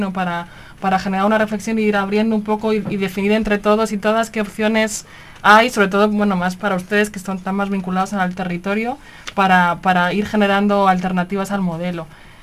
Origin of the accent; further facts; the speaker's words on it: Madrid, Community of Madrid, Spain; now in Barcelona, Spain; todo el mundo quiere que yo sea catalana, pero porque yo vivo en Barcelona, en Cataluña, pero nací en Madrid. Lo siento mucho. Allí nací.